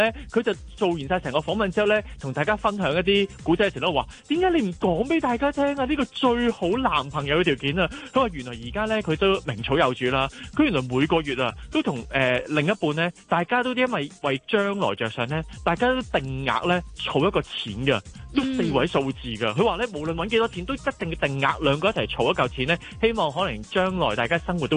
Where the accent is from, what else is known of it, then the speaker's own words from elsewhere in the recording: Hong Kong; 我哋真係土生土長嘅港人